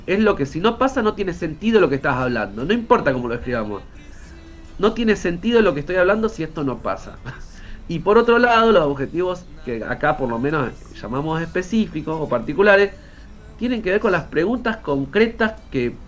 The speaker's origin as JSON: {"language": "Spanish", "town": "Bahía Blanca", "region": "Buenos Aires Province", "country": "Argentina", "said": "las personas que somos de Bahía Blanca no nos hemos mojado con el agua de la bahía."}